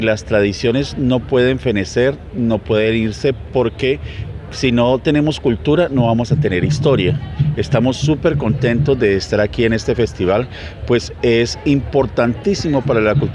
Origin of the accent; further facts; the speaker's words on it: Cali, Valle del Cauca, Colombia; Nosotros venimos de la ciudad de Santiago de Cali.